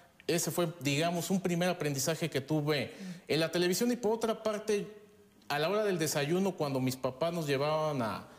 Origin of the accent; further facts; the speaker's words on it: Zamora, Michoacán, Mexico; Después en Zamora, Michoacán, de donde yo soy originario.